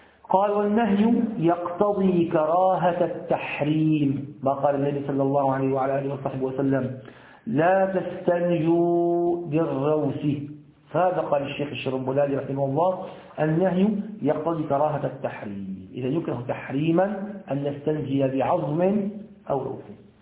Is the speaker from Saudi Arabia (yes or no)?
no; Syria; هذا البلوك عندنا في سوريا البلوك طري